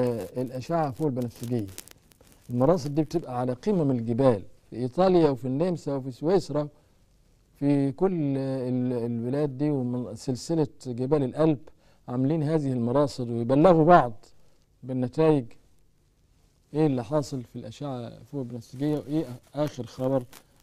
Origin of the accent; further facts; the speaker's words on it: Egypt; طبعا عندنا في مصر ما حدش داري بالحاجات دي خالص